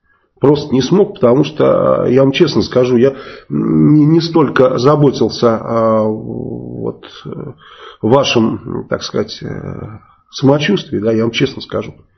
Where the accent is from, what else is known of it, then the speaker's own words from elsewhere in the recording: Saratov, Saratov Oblast, Russia; я вот из Саратова, да, и когда с Энгельса поднимаются бомбардировщики, вот сейчас я там не живу, но когда проживал там